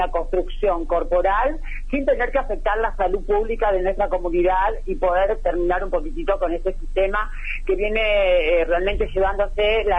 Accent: Lomas de Zamora, Buenos Aires Province, Argentina; Yo soy de Lomas de Zamora, el barrio Ingeniero Busque, nací y criada en esta localidad.

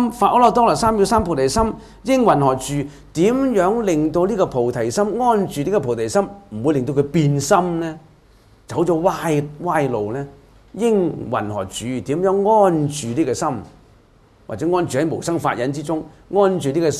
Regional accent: China; 我哋中國人中意簡化噶嘛

